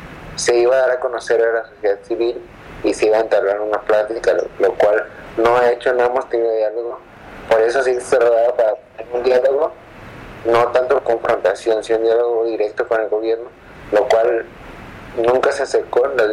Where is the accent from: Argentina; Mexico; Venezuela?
Mexico; Tepic, Nayarit; soy de Tepic